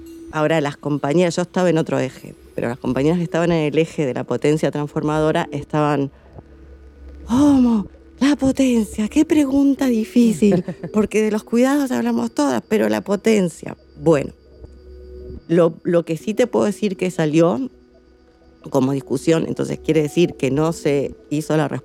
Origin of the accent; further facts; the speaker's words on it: Argentina; inclusive yo vengo de Argentina, es un territorio enorme